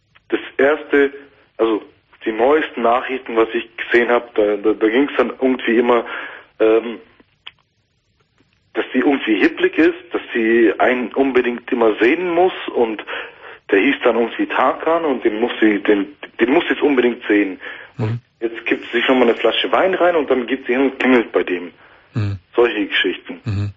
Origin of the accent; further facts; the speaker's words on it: Turkey; Ich bin ein Türke, wird aber null Macho, glaub mir.